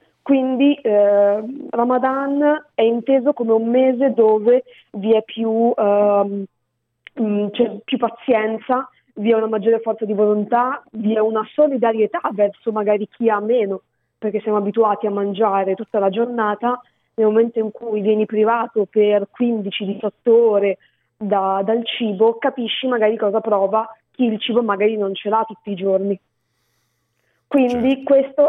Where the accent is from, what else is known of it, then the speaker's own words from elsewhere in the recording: Milan, Lombardy, Italy; now in Reggio Emilia, Italy; Sono milanese d'origine, ma mi sono trasferita a Reggio Emilia.